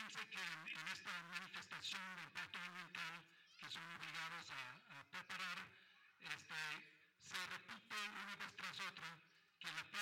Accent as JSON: {"language": "Spanish", "country": "Canada", "lives_now": "Mexico", "said": "soy originalmente de Canadá. Ya tengo muchos años viviendo aquí en México. Ya tengo la ciudadanía mexicana a través del proceso de naturalización."}